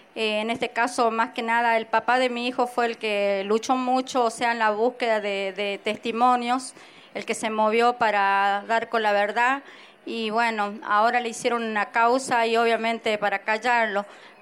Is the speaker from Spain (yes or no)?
no; Catamarca, Argentina; Nosotros somos de Catamarca.